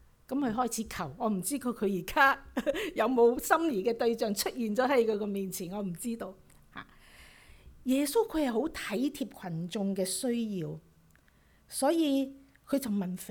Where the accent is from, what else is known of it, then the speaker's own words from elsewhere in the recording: China; 猶太人同我哋中國人差唔多嘅